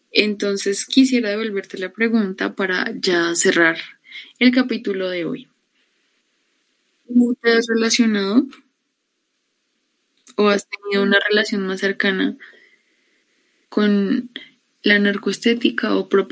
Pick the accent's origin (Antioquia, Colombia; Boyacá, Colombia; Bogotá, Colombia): Bogotá, Colombia; born there; a pesar de que yo nací en Bogotá, mi familia no lo es. Realmente la mayoría de mi familia proviene de Arauca, y mis abuelos, mis nonos son de Santander